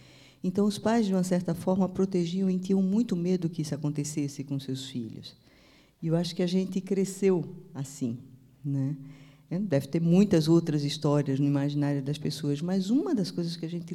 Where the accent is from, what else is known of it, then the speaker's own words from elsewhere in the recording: Recife, Pernambuco, Brazil; born there; eu nasci no Recife, e eu convivi de perto com mortalidade infantil.